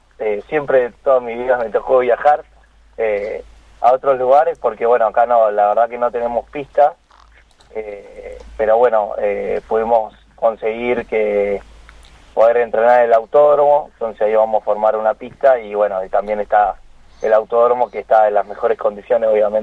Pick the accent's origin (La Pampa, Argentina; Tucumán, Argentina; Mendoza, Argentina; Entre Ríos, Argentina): La Pampa, Argentina; Santa Rosa; hay dos corredores que somos acá de Santa Rosa La Pampa, que estamos de la selección